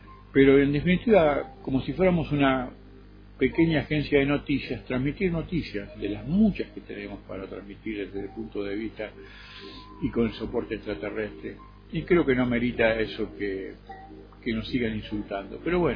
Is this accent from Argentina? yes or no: yes; Argentina; now in Bogotá, Colombia; Y me siento bien, nunca me sentí agredido, inclusive me siento respetado, ¿no? Como argentino.